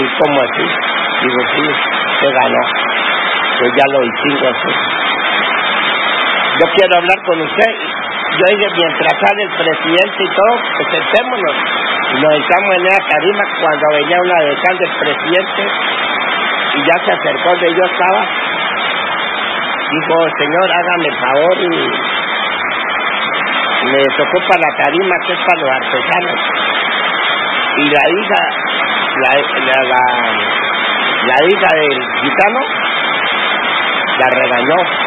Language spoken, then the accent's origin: Spanish; La Guajira, Colombia; Yo vengo de La Guajira